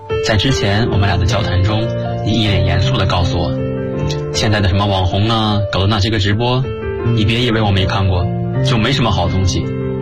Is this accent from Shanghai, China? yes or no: no; Gansu, China; 来自甘肃，距离我的家乡1622公里